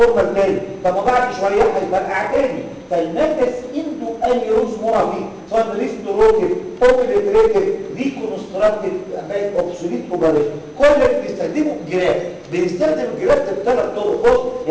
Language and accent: Arabic; Egypt; عندنا في مصر الطريقه الرسميه اللي بتتعمل هي الاوبن